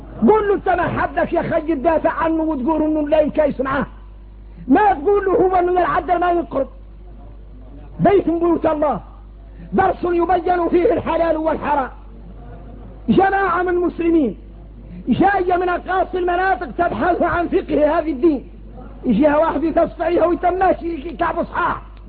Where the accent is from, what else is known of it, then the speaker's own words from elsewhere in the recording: Mauritania; احنا موريتاني الله يسلم عنا.